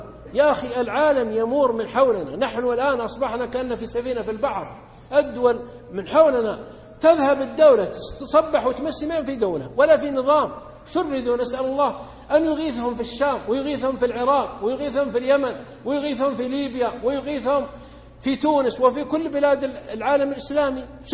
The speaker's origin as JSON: {"language": "Arabic", "country": "Saudi Arabia", "said": "إذا لم نحافظ معنا مثلا عندنا في السعودية نحافظ على نعمة الأمن"}